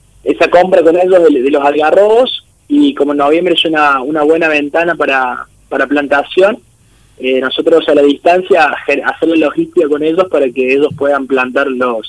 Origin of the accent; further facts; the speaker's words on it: Córdoba, Argentina; Yo soy de Córdoba Capital